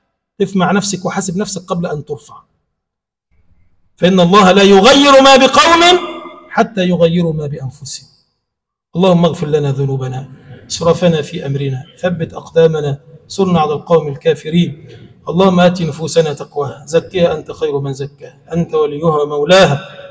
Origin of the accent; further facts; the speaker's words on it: Egypt; اللهم اجعل بلدنا مصر بلدا آمنا مطمئنا